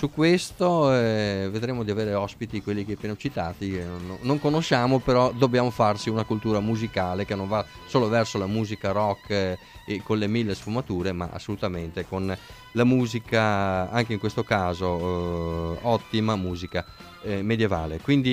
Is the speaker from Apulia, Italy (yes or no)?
no; Padua, Veneto, Italy; E vedi che noi siamo di Padova, Maurizio